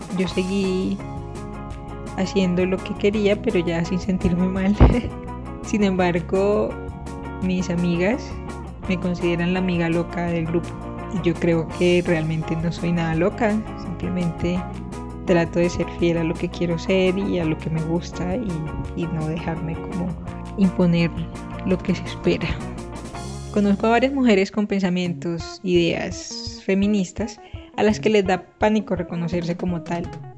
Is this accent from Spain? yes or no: no; Barranquilla, Atlántico, Colombia; born there; nací en Barranquilla, estudié ingeniería industrial